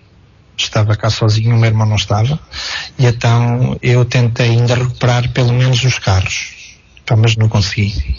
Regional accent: Portugal; nós não somos portugueses de terceira. Os nossos governantes têm que ver que nós precisamos de soluções rápidas.

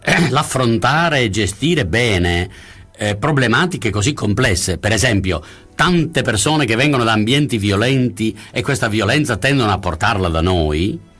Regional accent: Sicily, Italy; come è stato per me che sono siciliano

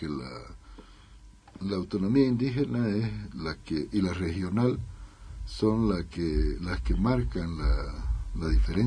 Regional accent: Charagua, Santa Cruz, Bolivia; Yo soy charagüeño, soy del norte, de la Charagua Norte. Estoy involucrado ahí en el proceso.

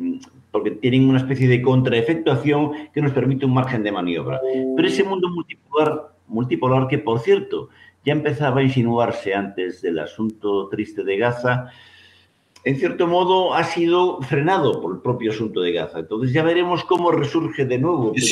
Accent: Galicia, Spain; una cuestión que, como gallego, no puedo dejar de pensar.

